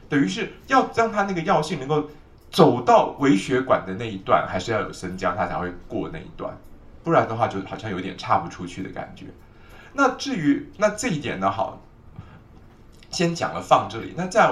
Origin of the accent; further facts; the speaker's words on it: China; 我们中国人认为说，我们的中国人观察是这样的